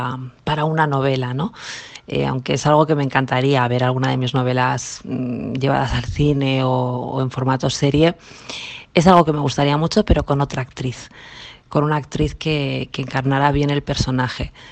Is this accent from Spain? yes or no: yes; Extremadura, Spain; una foto de mi pueblo de Extremadura